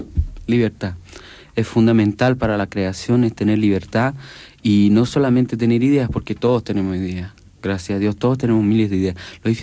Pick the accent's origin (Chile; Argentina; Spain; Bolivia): Chile; Entonces yo de repente vuelvo a Chile y me encuentro como con gente avergonzada de ser chileno